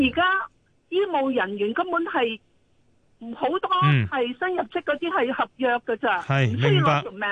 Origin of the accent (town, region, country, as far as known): Hong Kong